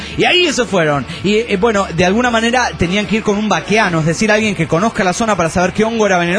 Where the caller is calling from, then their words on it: Cochabamba, Bolivia; Soy de Cochabamba, Bolivia.